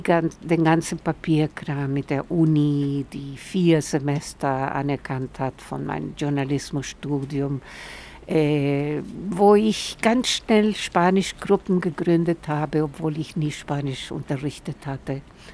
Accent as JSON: {"language": "German", "country": "Chile", "second_language": "German", "moved": "yes", "lives_now": "Münster, Germany", "said": "1983 bin ich aus Chile nach Münster gekommen, weil ich eine Freundin hier hatte, die Pilar Benitez, die aus Chile war und 2 Jahre vor mir in Münster gelandet war."}